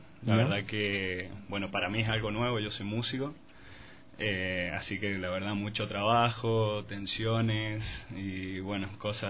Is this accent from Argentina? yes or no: yes; Argentina; soy de Argentina